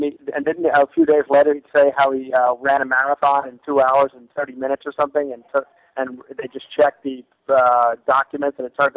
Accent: New York City, New York, United States; I'm from New York City, so I've always been a Broadway guy.

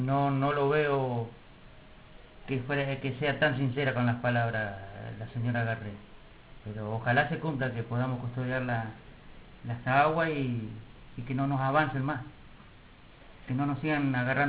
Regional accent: Argentina; para demostrar que realmente somos argentinos

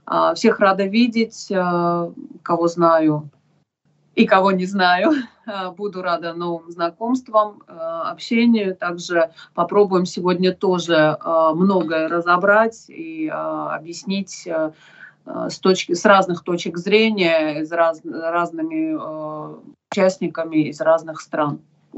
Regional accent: Nagorno-Karabakh, Azerbaijan; Я из Карабаха, из Нагорного Карабаха. Я там родилась, выросла. Поскольку родилась в 81 году, то успела там, естественно, пожить и в годы Советского Союза, и в годы войны первой карабахской.

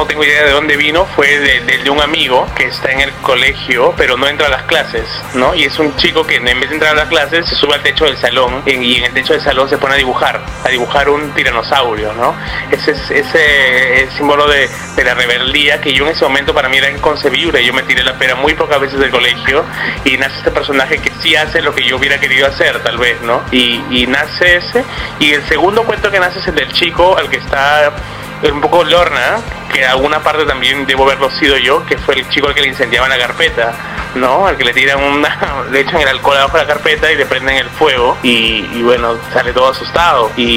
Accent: Talara, Piura, Peru; moved away; also born or lived in Lima; yo me salí de Talara, llegué a Lima a un colegio nuevo, tipo Pichulita Cuellar, y estaba un poco asustado, ¿no?

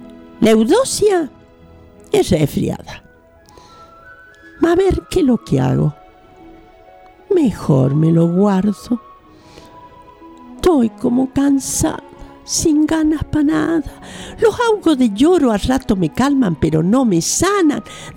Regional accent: Capilla del Monte, Córdoba, Argentina; Imagínate lo que es hablar para mí de mi pueblo.

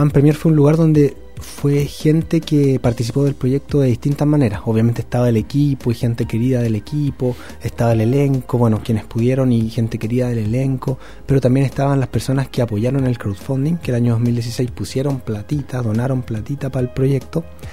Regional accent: Pudahuel, Santiago Metropolitan Region, Chile; de donde nos criamos. Yo soy de Pudahuel.

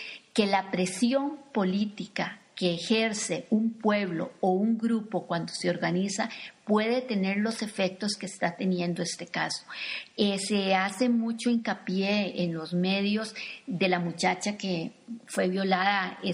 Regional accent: Costa Rica; tal vez para nosotros como costarricenses decimos

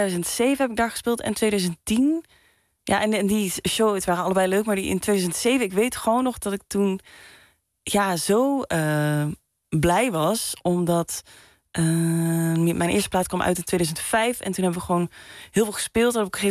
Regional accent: Limburg, Netherlands; Ik kom uit Limburg, dus dan, 5 jaar eerder stond ik daar voor het eerst kijken naar bandjes.

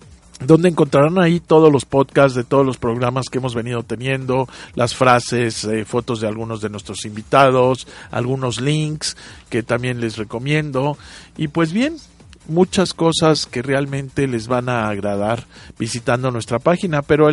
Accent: Mexico; la forma en que debemos comportarnos nosotros como mexicanos, todos estos ciudadanos mexicanos, todos los que vivimos aquí.

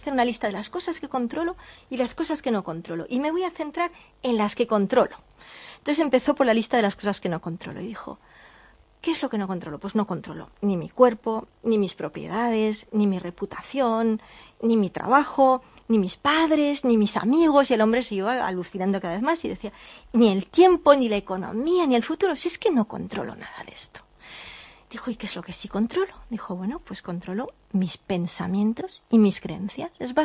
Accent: Catalonia, Spain

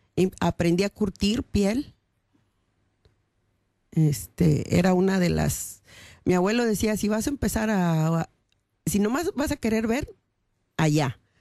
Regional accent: Mexico; moved away as an adult; now in Netherlands; México sí, es el lugar que me vio nacer, crecer, viví, yo ya vine adulta aquí a este país

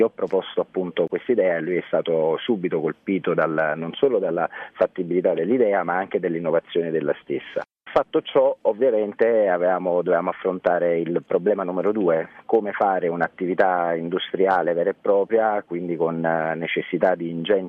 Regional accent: Caserta, Campania, Italy; Sia io che il mio socio siamo di Caserta.

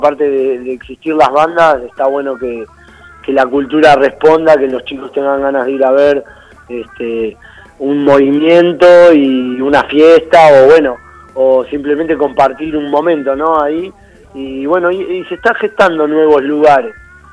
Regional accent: Mar del Plata, Buenos Aires Province, Argentina; nosotros somos oriundos de Mar del Plata, así que estamos en una mini gira acá por la ciudad de Buenos Aires

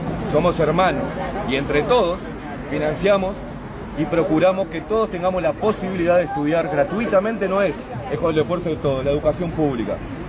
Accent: Uruguay; Somos todos uruguayos

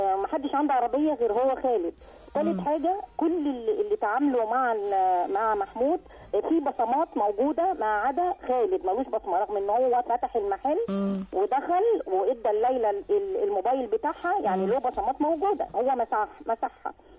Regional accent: Alexandria, Alexandria Governorate, Egypt; من اسكندرية

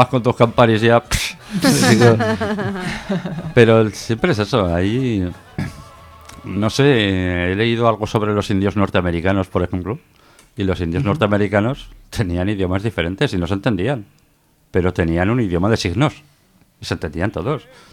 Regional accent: Aragon, Spain; Es que soy de los monegros. Es que soy mi familiar de Lepiñena, de los monegros.

